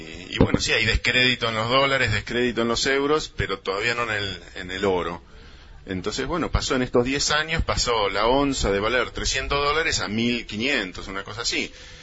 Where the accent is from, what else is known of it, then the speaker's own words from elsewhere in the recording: Esquel, Chubut, Argentina; de Esquel, miembro, como tantos otros